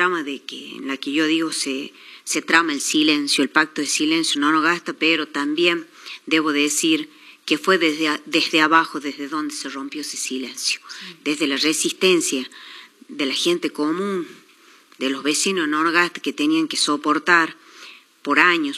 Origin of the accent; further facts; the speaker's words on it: Chilecito, La Rioja, Argentina; yo nací en Chilecito, me crié acá